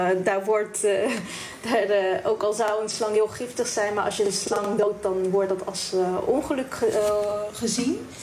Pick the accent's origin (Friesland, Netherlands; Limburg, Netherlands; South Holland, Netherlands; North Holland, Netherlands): South Holland, Netherlands; The Hague; Ik ben geboren en opgegroeid in Den Haag.